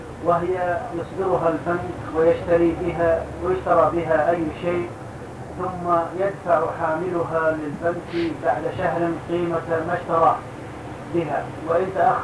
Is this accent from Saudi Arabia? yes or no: yes; Jeddah, Makkah Province, Saudi Arabia; now in United States; وأنا من جدة أصلا